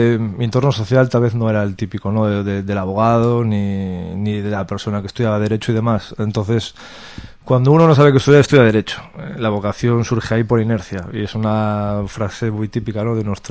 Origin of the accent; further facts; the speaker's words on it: Galicia, Spain; now in Barcelona, Spain; yo vine a Barcelona, soy gallego, cambiando de aires, cambio de vida personal